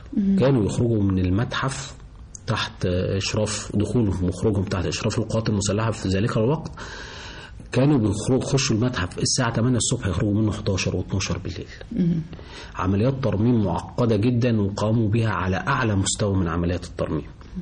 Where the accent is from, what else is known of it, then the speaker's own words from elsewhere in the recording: Egypt; وإحنا عندنا كمصريين عندنا خبرة في الموضوع ده كويسة جدا جدا